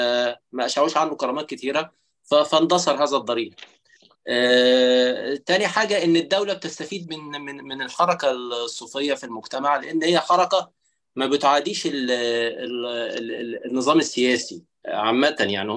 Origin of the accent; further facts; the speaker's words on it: Egypt; يعني مثلا عندنا في مصر